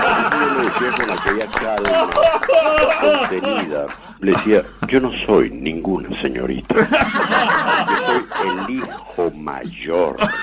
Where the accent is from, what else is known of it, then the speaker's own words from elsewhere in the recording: Caracas, Capital District, Venezuela; born there; En Caracas.